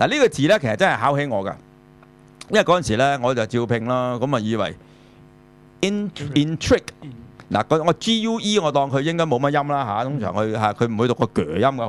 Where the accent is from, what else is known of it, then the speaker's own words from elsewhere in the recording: Hong Kong; 我哋香港人好多就係話，我哋香港人啲口音啊咁樣，你就講得唔夠